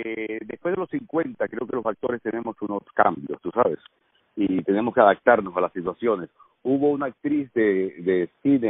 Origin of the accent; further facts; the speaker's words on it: Cuba; accent: Cuban; now in Mexico; Tengo acento cubano, o el acento que tengo lo puedo corregir en su momento, pero al hablar aquí, tú sabes que hace falta acento mexicano.